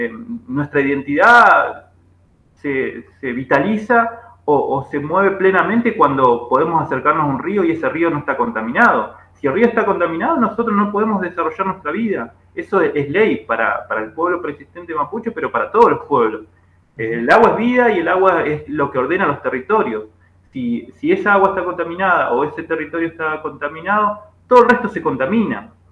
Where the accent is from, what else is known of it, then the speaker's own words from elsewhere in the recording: Junín de los Andes, Neuquén, Argentina; yo me crié en Junín de los Andes, en el sur de Neuquén, cerca de San Martín de los Andes, y toda la vida miré con ojo de impresión el bosque de pino